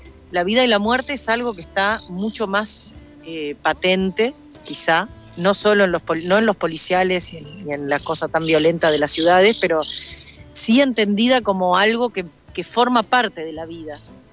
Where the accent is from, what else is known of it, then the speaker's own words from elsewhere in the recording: Paysandú, Uruguay; yo soy de Paysandú, mi viejo es ingeniero agrónomo, me crié en varias estancias que mi padre trabajaba